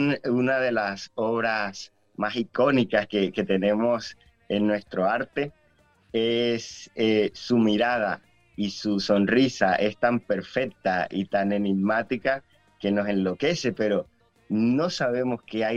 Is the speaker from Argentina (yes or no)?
no; Valledupar, Cesar, Colombia; De Valledupar.